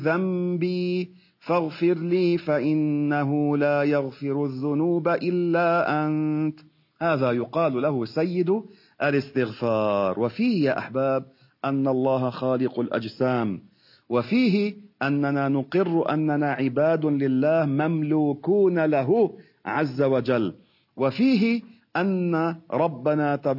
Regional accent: Beirut, Beirut Governorate, Lebanon; هذا المدفون عندنا في بيروت

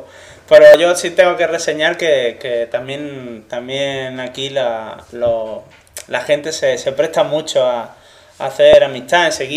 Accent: Jerez de la Frontera, Andalusia, Spain; accent: Madrid; also born or lived in Madrid; now in Murcia, Spain; Sí, de Madrid, exactamente. Pero me crié en Jerez de la Frontera.

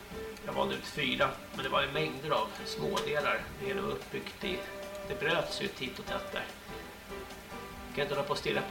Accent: Märsta, Stockholm County, Sweden; Jag kommer ju från Märsta till Långsjötan här.

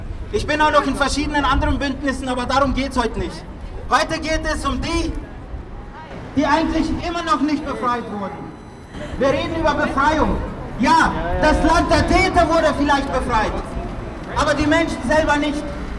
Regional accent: Freiburg, Baden-Württemberg, Germany; also born or lived in Prizren, Kosovo; Ich komme nämlich aus Freiburg, da bin ich aufgewachsen. Geboren bin ich in Kosovo, in Prizren.

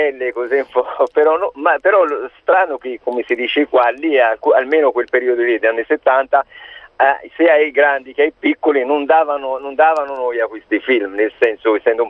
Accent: Morocco; now in Italy; sono cittadino italiano, però sono d'origine, ho vissuto la mia infanzia in Marocco.

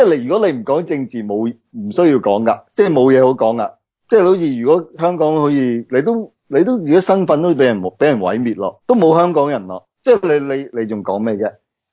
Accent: Australia; 我覺得我係澳洲人，

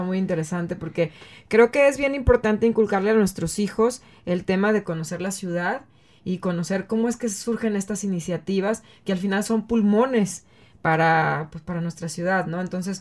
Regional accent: Acapulco, Guerrero, Mexico; yo crecí en Acapulco y todos los domingos nos llevaban a centro de convenciones

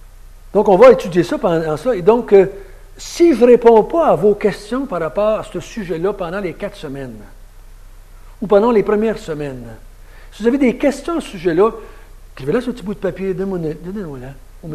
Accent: Quebec, Canada; en tant que Québécois, ce n'est pas surprenant que c'est aujourd'hui qu'il y a plus de mariés.

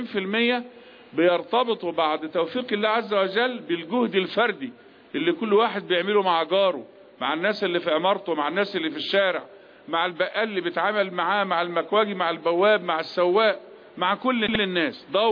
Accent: Egypt; إحنا بنسترد كمصريين جزء من إرادتنا

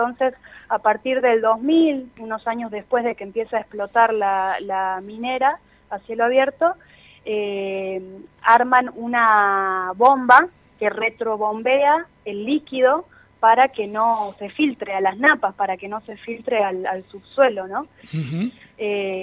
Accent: Catamarca, Argentina; Soy de la ciudad de Catamarca. Sí.

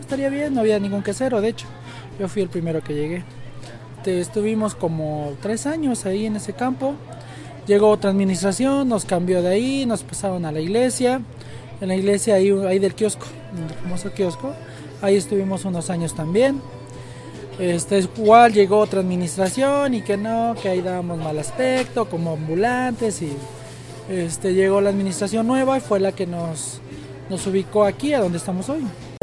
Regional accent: San Francisco Catepec, Mexico; Yo soy de aquí de San Francisco, Catepec.

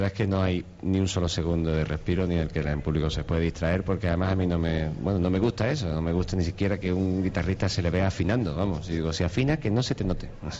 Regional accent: Cádiz, Andalusia, Spain; Yo soy de Cádiz para empezar

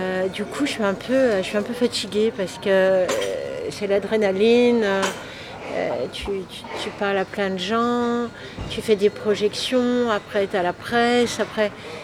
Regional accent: Hauts-de-France, France; now in Paris, France; Moi, je suis du Nord, mais je suis. Ça fait longtemps que je suis à Paris. Mais j'ai jamais eu l'accent du Nord, moi.

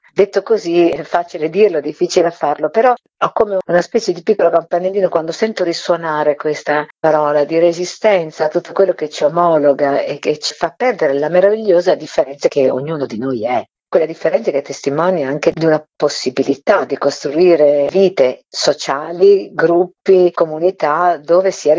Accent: Emilia-Romagna, Italy; per me che sono della Bassa Romagna

